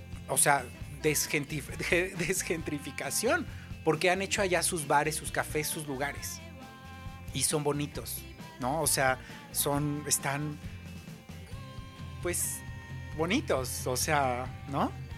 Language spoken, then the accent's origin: Spanish; Miguel Hidalgo, Mexico City, Mexico; por lo menos allá en la Miguel Hidalgo, de donde yo soy, se repetía muchísimo